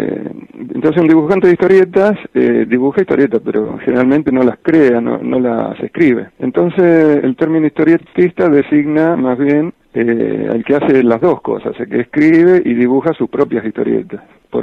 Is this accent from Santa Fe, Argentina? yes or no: no; Villa Ramallo, Buenos Aires Province, Argentina; moved away as an adult; Mi primer trabajo se demoró un poco ante mi llegada a Buenos Aires. O sea, yo llego a los 18 años y reboto entusiastamente en varias editoriales con los dibujos que traía de mi pueblo, que es Villa Ramallo.